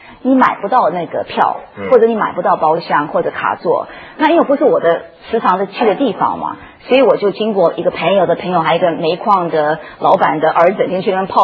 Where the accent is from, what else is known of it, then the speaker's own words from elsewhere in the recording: New York, United States; 因为你知道我是从纽约长大的。